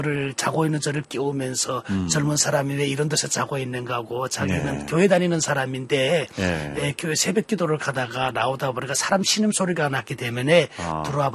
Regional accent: North Korea; moved away; 제가 어느 날 중국에 탈북을 해서 가서 저는 탈북자이기 때문에

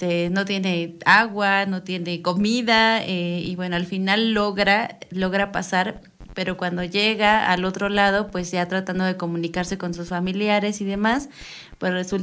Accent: Mexico; o sea, somos mexicanos y somos los primeros en ser bien, bien

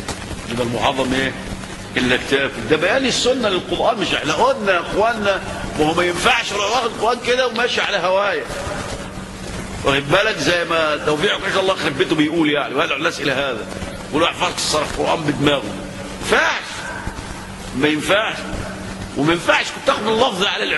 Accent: Egypt; طيب احنا عندنا في مصر بنزكي وناخد ونعمل

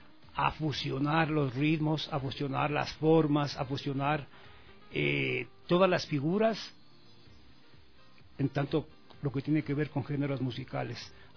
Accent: Riobamba, Chimborazo, Ecuador; Está Pululao, está Guagua Pichincha y está Taita Chimborazo, no podía faltar, del cual yo soy de Riobamba.

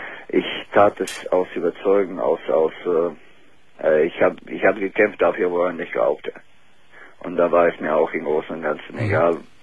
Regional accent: Bosnia & Herzegovina; German is a second language; Aus Bosnien.

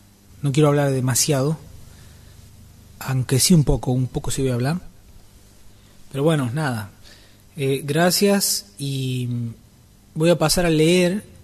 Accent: Tilcara, Jujuy, Argentina; aquello que cada año había vivido desde mi infancia en mi tierra natal, Tilcara.

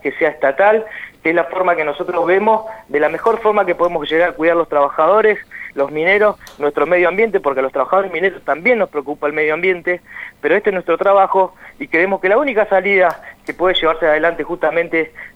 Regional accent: Santa Cruz, Argentina; como argentinos, como santacruceños

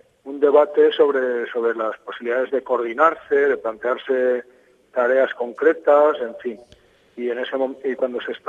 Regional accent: Valencia, Valencian Community, Spain; soy de Valencia.

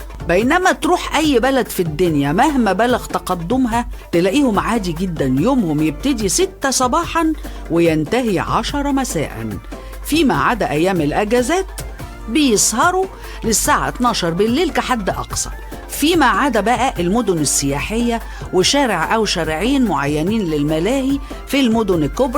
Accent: Egypt; المريب بقى فينا احنا يا مصريين ان ساعتنا البيولوجية دي على طول بعافية

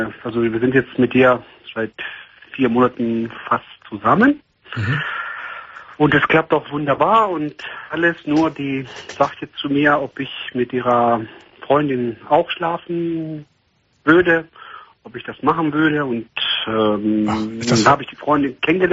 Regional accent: Greece; Ich komme komme aus Griechenland ursprünglich.

